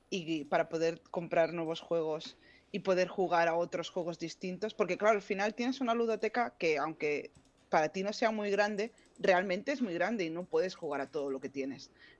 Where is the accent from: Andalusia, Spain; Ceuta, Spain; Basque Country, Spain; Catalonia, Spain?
Catalonia, Spain; Reus; now in Terrassa, Spain; no somos de Terrassa propiamente, yo soy de Reus y Andreu, mi pareja, es de Blanes.